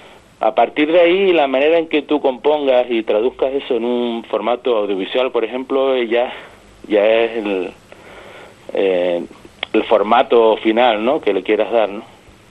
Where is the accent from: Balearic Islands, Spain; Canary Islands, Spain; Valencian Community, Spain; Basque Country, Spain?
Canary Islands, Spain; Las Palmas; como soy natural de Las Palmas, me acerco a los sonidos desde otra perspectiva